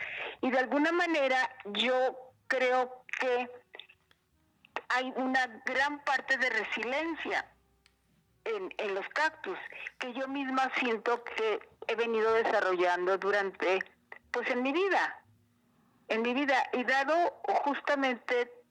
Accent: northern Mexico, Mexico; Claro que lo básico es porque soy norteña, porque soy del desierto

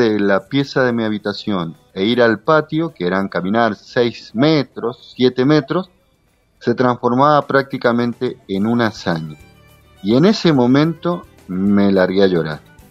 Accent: Mendoza, Argentina; en el caso mío soy más mendocino que el vino Malbec, así. Soy nacido y criado en Mendoza.

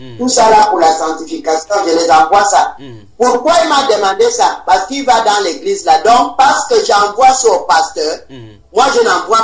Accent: Gabon; Comment je ne dis pas les gens que je suis venu du Gabon

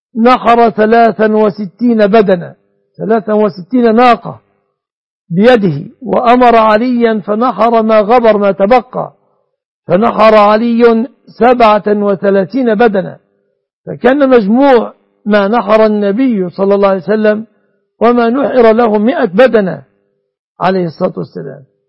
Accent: Egypt; كما أسأل الله أن يحفظ بلادنا مصر

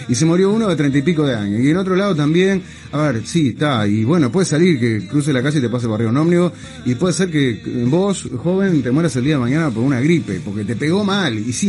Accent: Uruguay; Y como muchos uruguayos estoy desesperado.

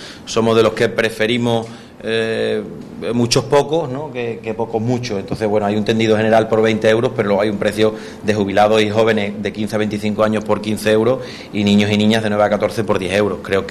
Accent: Badajoz, Extremadura, Spain; Yo también soy de Badajoz

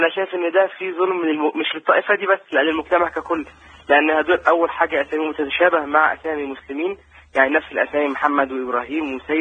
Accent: Egypt; أنا طبعا مصري

